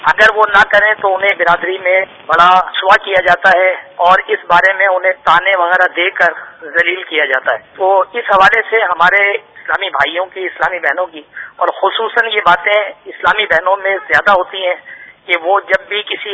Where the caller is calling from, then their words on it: Shahdadpur, Sindh, Pakistan; اور میں شہداد پور سے عرض کر رہا ہوں. میرا علاقہ مدنی ہے